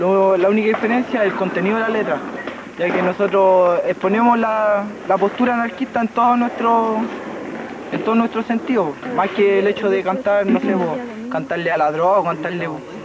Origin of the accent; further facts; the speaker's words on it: Conchalí, Santiago Metropolitan Region, Chile; Y soy de Conchalí.